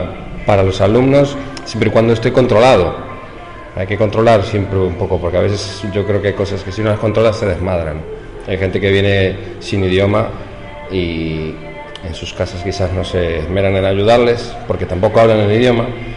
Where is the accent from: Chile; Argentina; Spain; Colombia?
Argentina; Buenos Aires; sí, exactamente, soy de Buenos Aires.